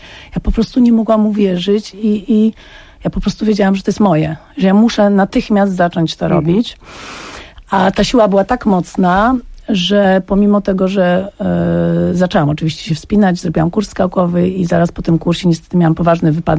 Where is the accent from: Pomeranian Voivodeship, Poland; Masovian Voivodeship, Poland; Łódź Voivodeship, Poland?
Łódź Voivodeship, Poland; Łódź; ja miałam 17 lat, byłam już w liceum plastycznym w Łodzi, bo pochodzę z Łodzi